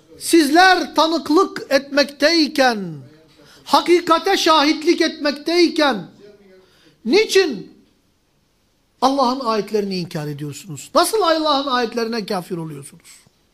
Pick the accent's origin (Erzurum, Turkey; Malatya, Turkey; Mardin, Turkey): Mardin, Turkey; Ben Mardin'liyim. Mardin gibi bir yerde bile bizim büyüklerimiz bahsettiği kapanmıştı.